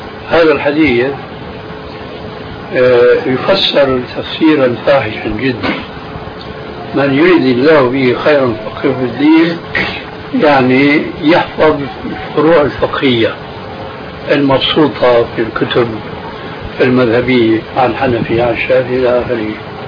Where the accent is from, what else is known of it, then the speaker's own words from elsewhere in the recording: Syria; كلنا نحن سوريين نعرف